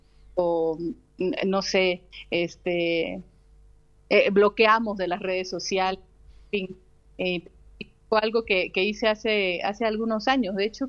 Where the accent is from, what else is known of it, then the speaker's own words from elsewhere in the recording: Loma Bonita, Oaxaca, Mexico; Tomé un curso en una casa de cultura del municipio de donde soy, en Loma Bonita, Oaxaca